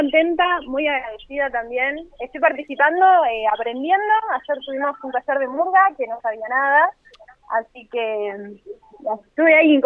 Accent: General Roca, Río Negro, Argentina; Yo vengo de General Roca.

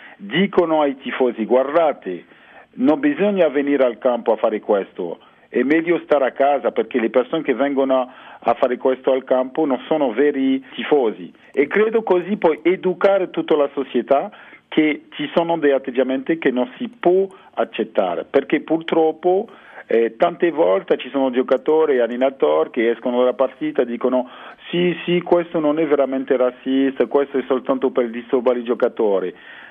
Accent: France; io sono francese

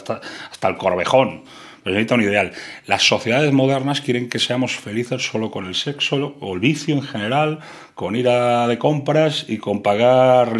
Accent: Castile, Spain; yo me siento profundamente castellano y profundamente español

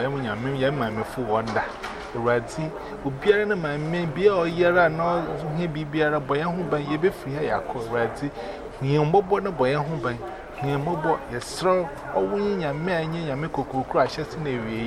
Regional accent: Ghana; Yes, I'm speaking my local language. Said, I'm from Ghana.

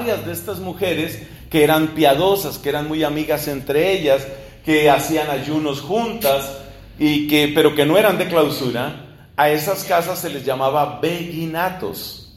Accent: Colombia; eso también sucedió en mi país, en Colombia

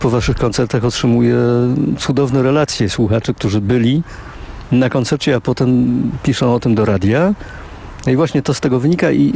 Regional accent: Silesian Voivodeship, Poland; jestem z Górnego Śląska

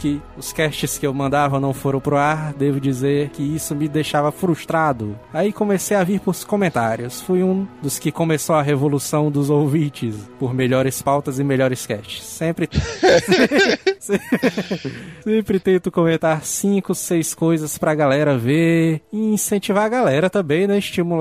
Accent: Northeast Region, Brazil; pois sou nordestino.

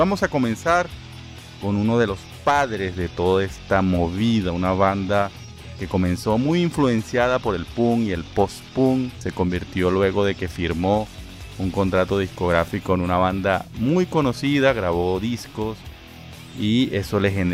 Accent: Venezuela; nos identifica muchísimo en el momento actual que vivimos como venezolanos.

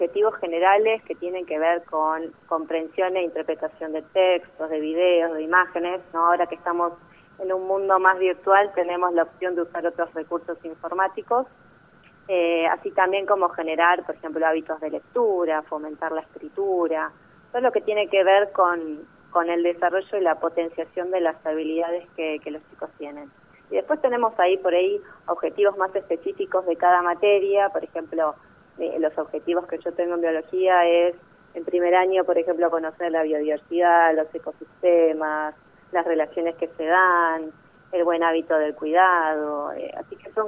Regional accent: Ushuaia, Tierra del Fuego, Argentina; moved away as an adult; Yo soy nacida y criada en Ushuaia, provincia de Tierra del Fuego, así que de allí hice mi primaria, mi secundaria, jardín, y después a los 18 años me fui a estudiar a Buenos Aires

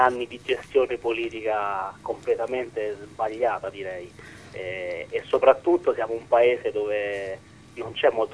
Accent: Rome, Lazio, Italy; Quindi siamo di Roma, si sente che siamo di Roma perché comunque siamo cresciuti qui, abbiamo respirato quest'aria

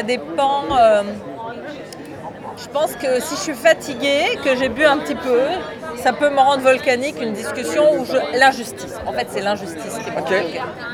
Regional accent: France; oui, je suis française

